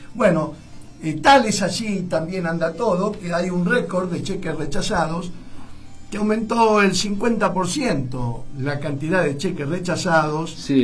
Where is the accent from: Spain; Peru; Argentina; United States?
Argentina; ¿Se creen que somos estúpidos los argentinos?